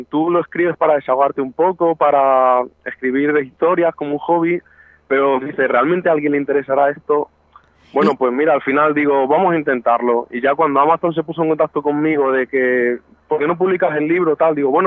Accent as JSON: {"language": "Spanish", "town": "Navalmoral de la Mata", "region": "Extremadura", "country": "Spain", "said": "yo en realidad soy de Navalmoral, en Cáceres, pero sí que estoy muy vinculado a Talavera porque he estado estudiando allí también muchos años y estoy muy vinculado a esa ciudad."}